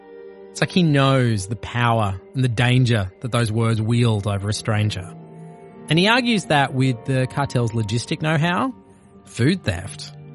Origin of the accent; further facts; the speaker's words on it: Australia; which famously changed gun laws in my home country of Australia.